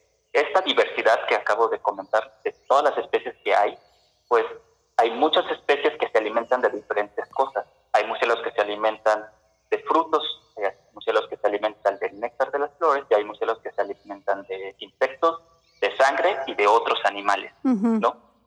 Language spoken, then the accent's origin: Spanish; Veracruz, Mexico; como buen veracruzano, una taza de café sin azúcar